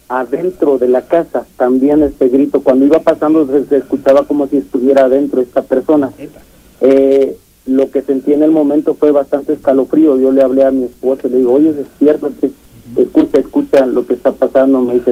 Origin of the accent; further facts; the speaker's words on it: Catemaco, Veracruz, Mexico; Y yo soy originario de Veracruz.